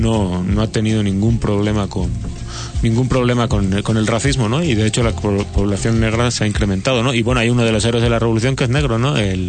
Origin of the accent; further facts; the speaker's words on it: Spain; moved away; O sea, yo me acuerdo cuando yo salí de España